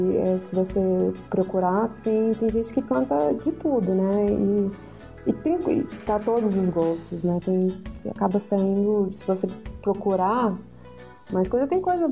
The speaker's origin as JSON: {"language": "Portuguese", "town": "Brasília", "region": "Federal District", "country": "Brazil", "tie": "born there", "said": "Eu primeiro que nasci em Brasília."}